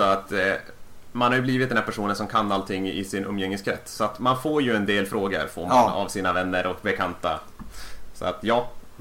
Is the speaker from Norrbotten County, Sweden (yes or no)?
yes; Luleå, Norrbotten County, Sweden; Jag var nu när jag var hemma i Luleå och hälsade på släkt och vänner och allting.